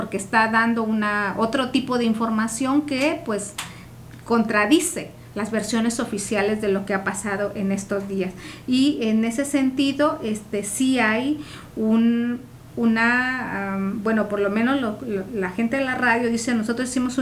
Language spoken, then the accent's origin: Spanish; Oaxaca, Mexico; lo que somos realmente, ¿no? Como oaxaqueños, como oaxaqueñas.